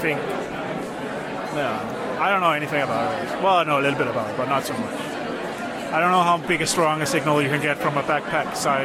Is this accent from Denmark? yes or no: yes; Denmark; now in Netherlands; I'm from Denmark.